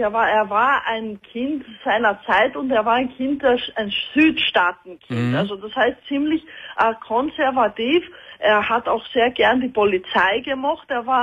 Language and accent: German; Austria; also born or lived in Greece; ich bin halbe Österreicherin und halbe Griechin.